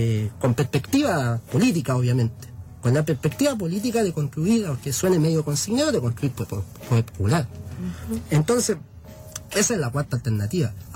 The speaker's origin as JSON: {"language": "Spanish", "country": "Chile", "lives_now": "La Plata, Argentina", "said": "la gran parte somos chilenos"}